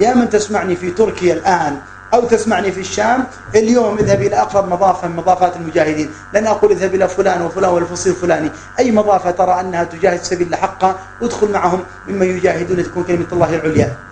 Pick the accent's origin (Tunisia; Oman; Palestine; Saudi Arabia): Saudi Arabia; Mecca, Makkah Province; ما أتينا نحن من مكة وأتى غيرنا من كذا وكذا